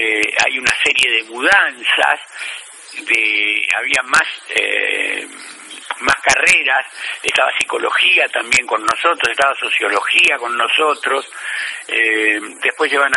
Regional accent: Buenos Aires, Argentina; Nací aquí en Capital Federal, sí, sí. Originalmente en el barrio de Flores, viviendo mucho tiempo en el barrio de Flores, muchos años, y hace más de 20 años aquí en Floresta.

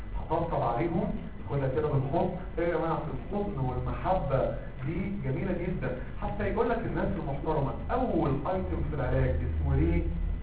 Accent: Egypt; احنا كمصريين عندنا حياه عينينا بتبص فين؟ في الارض.

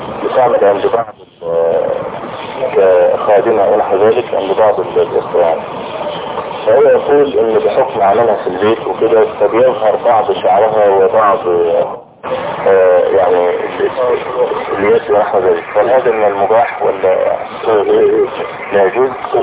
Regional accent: Egypt; لجنة الإفتاء عندنا في مصر

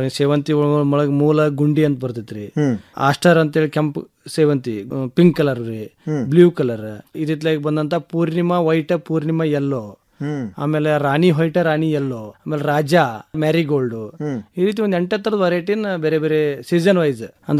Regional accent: Kurubagatti, Karnataka, India; ನಮ್ಮದು ಊರು ಕುರುಬಗಟ್ಟಿ ಗ್ರಾಮ ರೀ, ಧಾರವಾಡ ತಾಲೂಕಿನೊಳಗೆ ಕುರುಬಗಟ್ಟಿ ಗ್ರಾಮ.

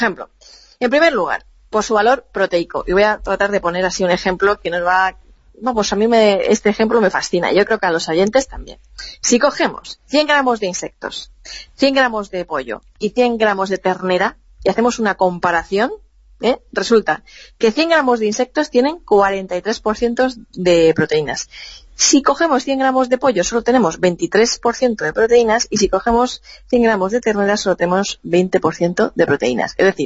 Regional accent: Levante, Spain; en mi pueblo, en mi zona, en los pueblos del interior, por esta zona de Levante y del sur mediterráneo

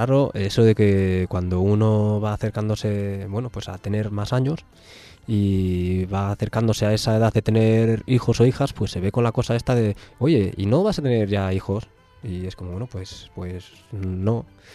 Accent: Bilbao, Basque Country, Spain; en Bilbao, que es mi ciudad de origen

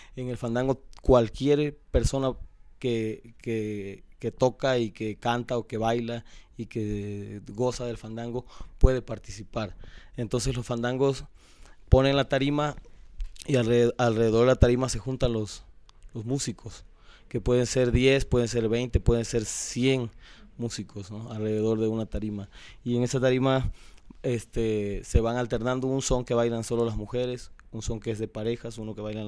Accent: Cosoleacaque, Veracruz, Mexico; born there; cuando viajaron de Juan Rodríguez Clara, que era el pueblo donde él nació, a Cosoleacaque, que fue donde yo nací, cuando migró la familia para allá a trabajar en la industria petrolera

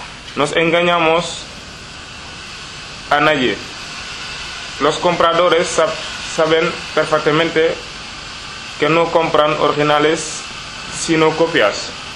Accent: Senegal; now in Spain; Soy de Senegal. Llevo menos de 2 años en España.

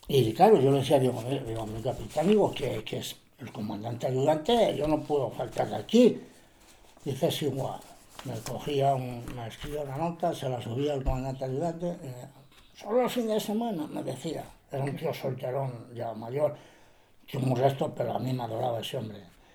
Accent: Peñaranda de Bracamonte, Castile and León, Spain; Le digo, yo soy de Peñaranda de Bracamonte.

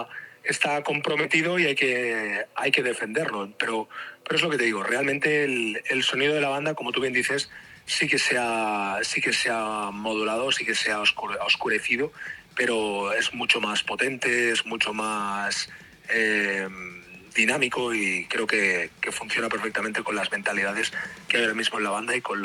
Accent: Tarragona, Catalonia, Spain; Tanto batería como yo somos de Tarragona

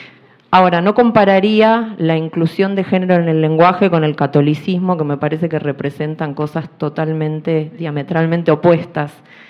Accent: Argentina; vengo de Argentina.

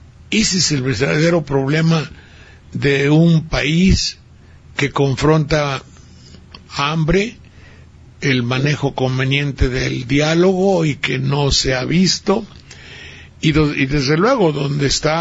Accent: Xalapa, Veracruz, Mexico; ¿saben ustedes que mi tierra, Jalapa, está en un tsunami terrorífico?

